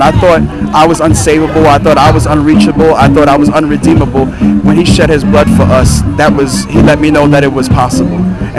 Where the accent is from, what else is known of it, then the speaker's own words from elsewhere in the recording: Brooklyn, New York, United States; I'm from Brooklyn, New York. This is actually my home church that's putting it together.